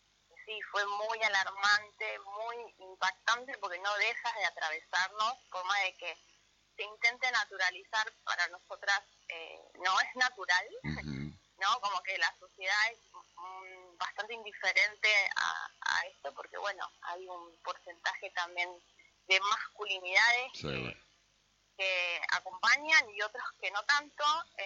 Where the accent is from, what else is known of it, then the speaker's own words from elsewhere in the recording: Concordia, Entre Ríos, Argentina; Yo soy de Concordia, pero estuve mucho tiempo afuera